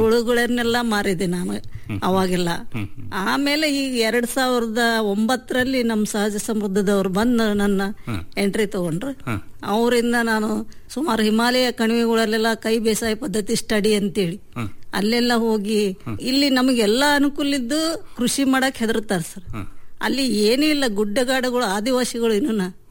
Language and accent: Kannada; Maravalli, Karnataka, India; born there; ನಾನು ಹುಟ್ಟಿದ್ದು ಶಿಕಾರಿಪುರ ತಾಲೂಕು ಮಾರವಳ್ಳಿ, ಅಲ್ಲಿ ನಮ್ ತಂದೆ ಊರು.